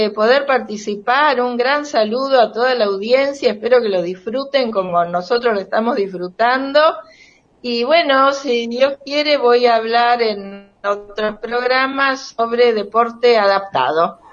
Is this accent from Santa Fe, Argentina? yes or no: yes; Rosario, Santa Fe, Argentina; Yo soy de Rosario